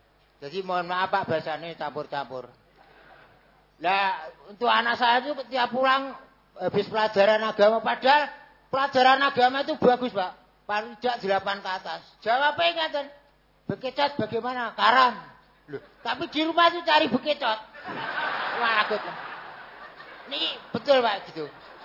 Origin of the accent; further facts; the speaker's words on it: Bojonegoro, East Java, Indonesia; Karena daerah saya perbatasan antara Jawa Tengah dan Jawa Timur.